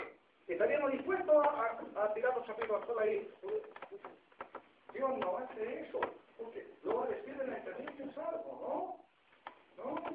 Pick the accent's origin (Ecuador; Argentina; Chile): Chile; Nos caracteriza a nosotros, especialmente como chilenos. Nos caracteriza la mala memoria.